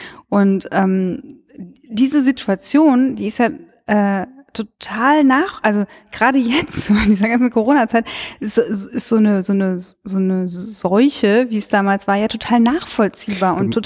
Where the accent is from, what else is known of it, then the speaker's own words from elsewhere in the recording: Cologne, North Rhine-Westphalia, Germany; Ja, aber, das Witzige fand ich, also ich komme ja aus Köln und wir haben auch ein stadtgeschichtliches Museum und so.